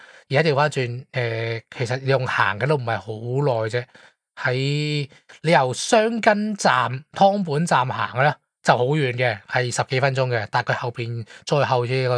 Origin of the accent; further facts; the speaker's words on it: Guangdong, China; 你见我哋平时我哋广东人蒸鱼啊，啲汁系清澈噶嘛。